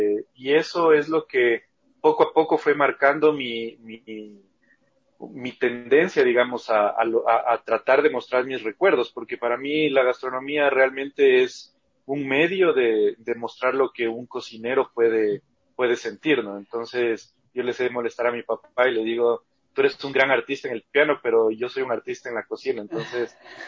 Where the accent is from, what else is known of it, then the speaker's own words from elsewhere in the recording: Loja, Ecuador; mi mamá de Lima, mi papá de Loja, pues y yo nací en Loja también, pero ya con mucha influencia ya del Perú, porque si bien vivíamos aquí en Ecuador, siempre nosotros pasábamos unas largas temporadas también en Perú